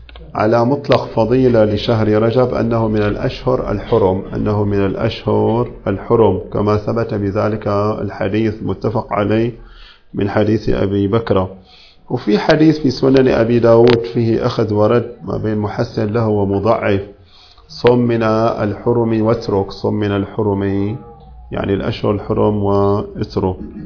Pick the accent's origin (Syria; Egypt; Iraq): Syria; مو في كل البلاد، عندنا في سوريا ما غير موجود هذا